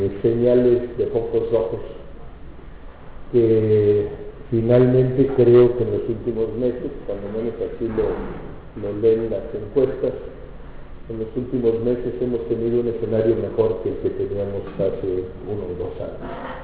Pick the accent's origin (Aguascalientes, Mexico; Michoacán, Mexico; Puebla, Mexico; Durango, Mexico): Aguascalientes, Mexico; una variable que no es muy común en mi pueblo, en Aguascalientes